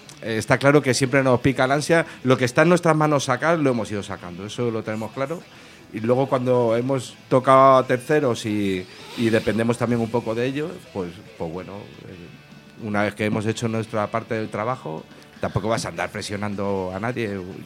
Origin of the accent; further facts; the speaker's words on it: Madrid, Community of Madrid, Spain; en modo chulo, que somos de Madrid